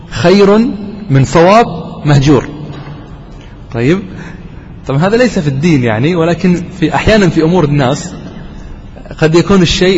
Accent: Qatar; حتى عندنا في قطر يعني هذا الكتاب مقرر عندنا في المعهد، في معهد الدعوة،

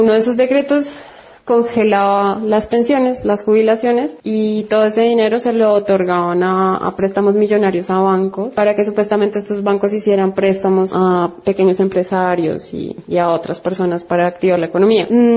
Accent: Bogotá, Colombia; moved away; also born or lived in Argentina; Soy colombiana, aunque hace un poco más de 10 años que vivo en Argentina, aunque actualmente desde hace 5 meses estoy en Bogotá, mi ciudad de origen en Colombia.

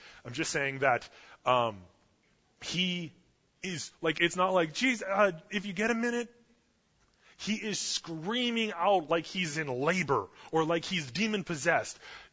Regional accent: Canada; I'm Canadian.

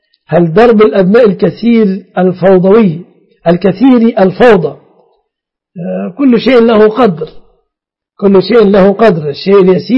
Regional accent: Egypt; الجرة في بلادنا مصر البلاصي

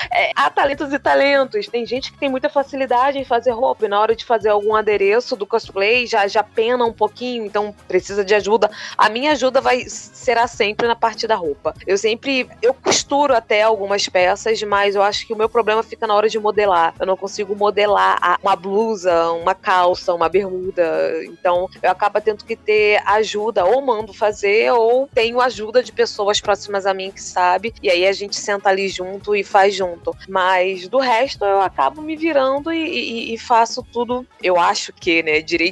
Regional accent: Rio de Janeiro, Brazil; Eu sou aqui do Rio de Janeiro

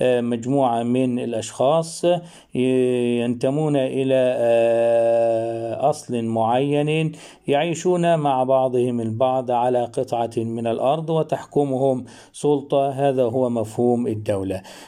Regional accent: Egypt; ما وجد عندنا في مصر من خضوع مصر للاحتلال البريطاني

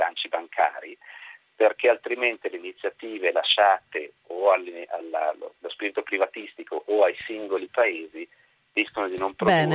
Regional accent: Milan, Lombardy, Italy; Sono un ognomo di Zurigo, ma soprattutto sono un milanese doc

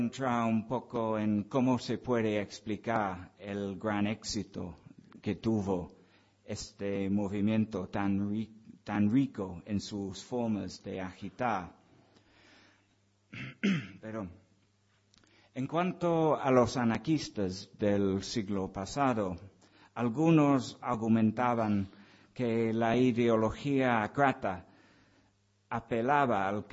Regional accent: England, United Kingdom; Spanish is a second language; soy un frío inglés que refuta la idea romántica del espíritu libertario del pueblo español.

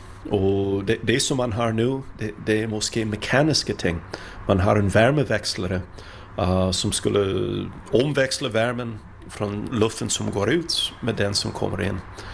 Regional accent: Minnesota, United States; Danish is a second language; now in Sweden; Jeg er fra Minnesota og har boet i Sverige i nogle års tid.

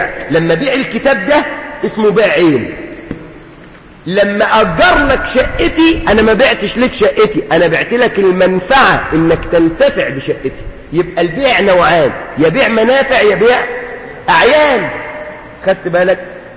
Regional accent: Suez, Suez Governorate, Egypt; لو بنوا عندنا في السويس البنى فين؟

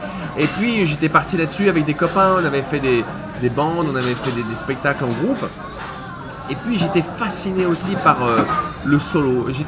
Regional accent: Paris, Île-de-France, France; born there; Je suis né à Paris. Mon père est parisien et ma mère est marseillaise. Ce qui fait que je naviguais beaucoup entre les deux.

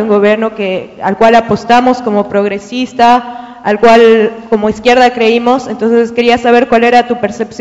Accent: Bolivia; Buenas, sí, yo soy de Bolivia. He escuchado con mucha emoción que has nombrado muchas veces mi país.

